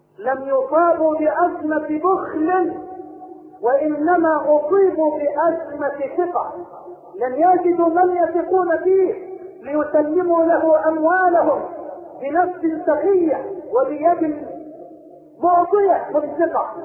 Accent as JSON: {"language": "Arabic", "country": "Egypt", "said": "اللهم اجعل بلدنا مصر واحة للامن والامان"}